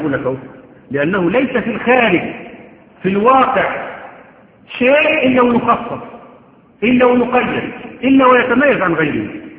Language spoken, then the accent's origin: Arabic; Egypt; حتى احنا عندنا كمصريين